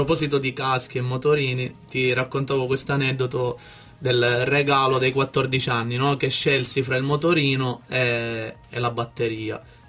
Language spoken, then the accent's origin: Italian; Sicily, Italy; now in Milan, Italy; Sono siciliano, no, si sente, si sente.